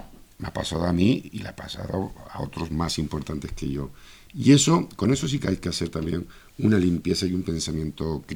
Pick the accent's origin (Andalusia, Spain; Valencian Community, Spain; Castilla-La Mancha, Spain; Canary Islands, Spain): Canary Islands, Spain; soy un canario enamorado de España